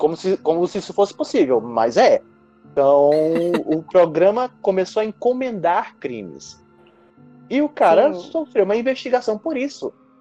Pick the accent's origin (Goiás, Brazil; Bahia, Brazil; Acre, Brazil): Acre, Brazil; Rio Branco; Não, porque eu sou de Rio Branco, né?